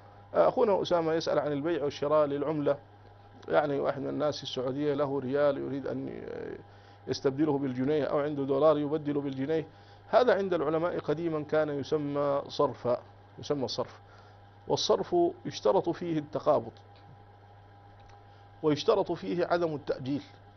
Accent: Sudan; يعني يستلمه عندنا في السودان

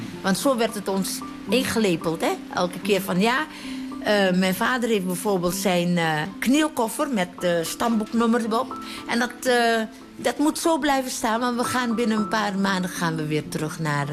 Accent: Drenthe, Netherlands; born there; Ik ben geboren in Drenthe, in het kamp Schattenberg. Dat is een concentratiekamp vroeger.

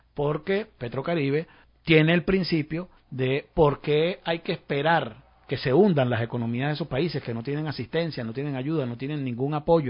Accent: Mexico; Como mexicano creyente en la democracia liberal

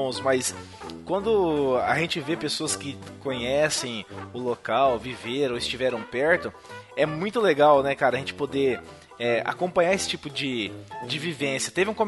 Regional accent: Rio de Janeiro, Brazil; Cresci no Rio de Janeiro, cercado de favelas por todas as partes, e mesmo nunca tendo morado em uma, frequentei e conheci pessoas de várias.

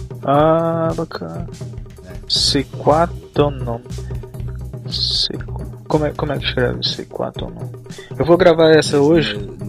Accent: Macapá, Amapá, Brazil; born there; lá na minha cidade, lá onde eu nasci, Macapá, é perto da Guiana Francesa, né? E lá o pessoal fala o dialeto crioulo, se não me engano. Aí tem um pessoal que fala bem francês lá na minha cidade, entendeu? Mas eu não tive tempo de aprender.

